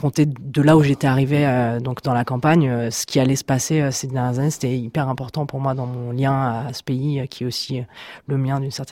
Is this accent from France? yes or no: no; Egypt; j'ai grandi en Égypte, donc j'ai passé toute mon enfance et mon adolescence là-bas, que j'ai des origines égyptiennes aussi un tout petit peu. J'ai une grand-mère qui est égyptienne. Bon, enfin, c'est vraiment une sorte de deuxième pays. Pour moi, j'ai appris l'arabe, j'ai fait des études d'arabe